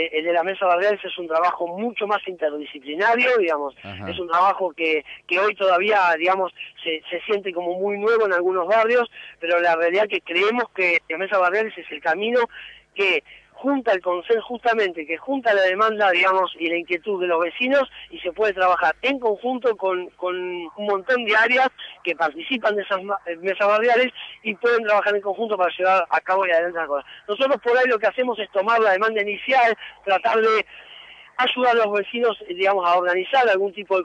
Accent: Villa Sala, Buenos Aires, Argentina; yo soy de Villa Sala, José el 25 de mayo, digamos, somos vecinos adentro del municipio de Moreno

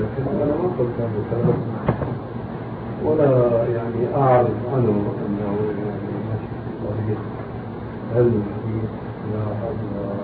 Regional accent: Syria; also born or lived in Albania; now in Amman, Jordan; عندنا في عمان وهو أولا ألباني وسوري مثلي

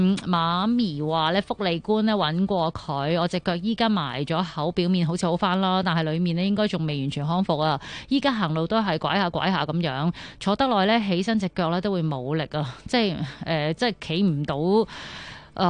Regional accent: Taiwan; 喂，你好啊，我系台湾人嚟噶

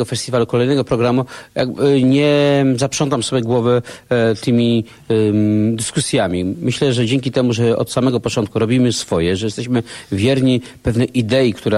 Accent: Masovian Voivodeship, Poland; now in Warsaw, Poland; No, jestem z tego, pochodzę z tego północnego Mazowsza, funkcjonujący od lat w Warszawie.

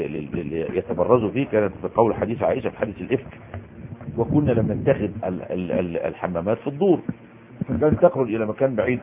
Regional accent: Egypt; مدفون عندنا في مصر مهندس

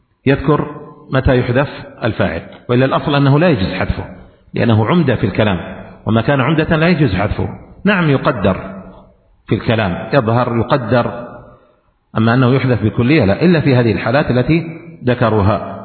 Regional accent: Yemen; لكن عندنا في اليمن يقولون في الإعراب

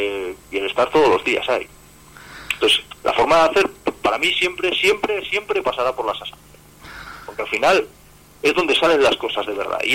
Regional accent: Palencia, Castile and León, Spain; porque en sí yo soy de Palencia

